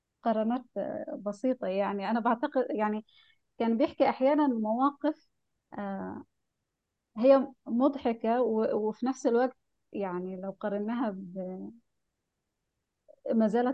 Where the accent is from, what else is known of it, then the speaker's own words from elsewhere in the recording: Egypt; وده حصل في فترات كتيرة سياسية حتى عندنا في مصر